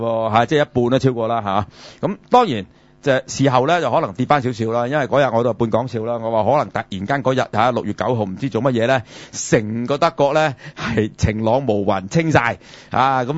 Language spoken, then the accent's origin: Cantonese; Hong Kong; 正如当年我哋香港人而家讲三十几年前不断咁嚟去游行啊